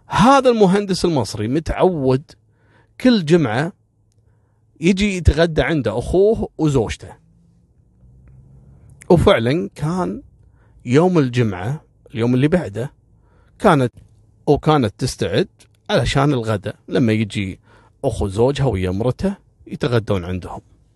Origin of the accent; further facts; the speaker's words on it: Kuwait; في بعض الوافدين عندنا في الكويت